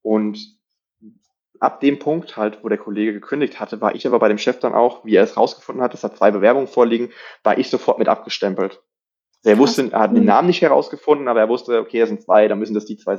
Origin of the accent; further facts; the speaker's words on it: Rhineland-Palatinate, Germany; Ich bin ja in der Nähe Kaiserslautern aufgewachsen, in Rheinland-Pfalz.